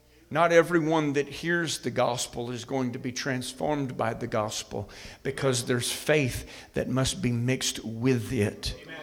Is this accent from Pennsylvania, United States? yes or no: no; Alabama, United States; I can pick on Alabama because I'm from Alabama.